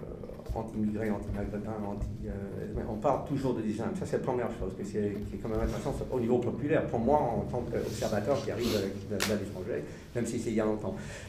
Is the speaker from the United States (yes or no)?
yes; United States; French is a second language; now in France; Moi je suis américain d'origine, mais je vis en France depuis 30 ans